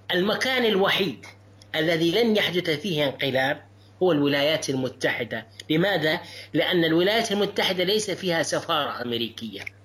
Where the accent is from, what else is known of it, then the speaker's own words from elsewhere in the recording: Syria; now in Turkey; شعب قدم لنا كسوريين جئنا إليه لاجئين